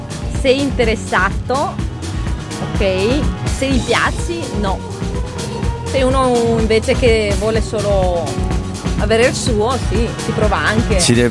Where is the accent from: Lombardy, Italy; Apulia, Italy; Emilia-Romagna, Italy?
Lombardy, Italy; Brescia; also born or lived in Moldova; Sono bresciana alla fine.